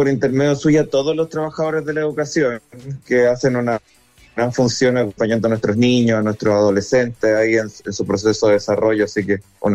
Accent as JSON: {"language": "Spanish", "town": "Viña del Mar", "region": "Valparaíso", "country": "Chile", "said": "yo soy de acá, soy de Viña del Mar, trabajado mucho tiempo en Valparaíso"}